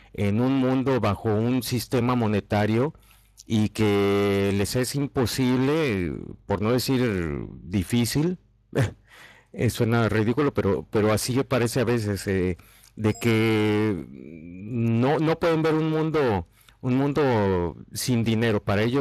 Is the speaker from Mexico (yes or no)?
yes; Mexico; now in Spain; yo como mexicano, a mí me sucede aquí en España